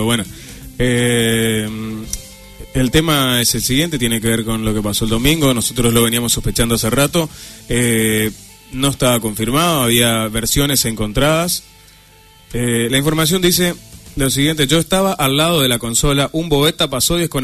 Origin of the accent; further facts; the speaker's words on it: Corrientes, Argentina; yo llegué como acostumbrado a la seriedad de cómo somos los correntinos